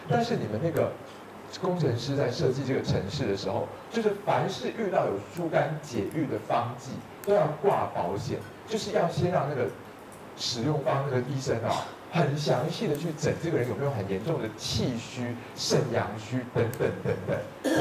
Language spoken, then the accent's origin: Chinese; Taiwan; 但是我又说我们台湾人看大陆人因为有一点觉得你们很厉害的地方